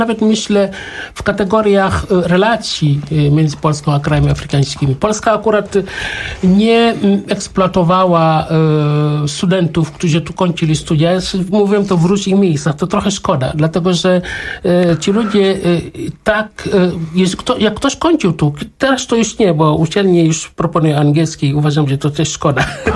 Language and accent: Polish; Senegal; Polish is a second language; now in Warsaw, Poland; ja pochodzę, przyjechałem z Senegalu.